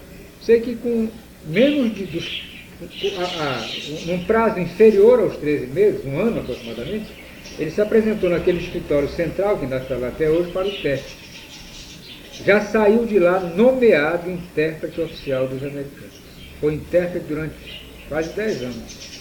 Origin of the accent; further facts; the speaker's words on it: Belterra, Pará, Brazil; also born or lived in Fordlândia; nasci em Forlândia, passamos uns 5 ou 6 anos lá, e meu pai foi transferido para Belterra.